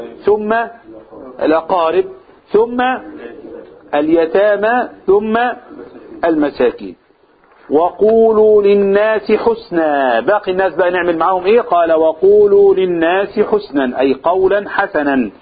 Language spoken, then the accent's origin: Arabic; Egypt; في عرفنا كمصريين ايه الطريقة الحسنة اللي نقابل بها الناس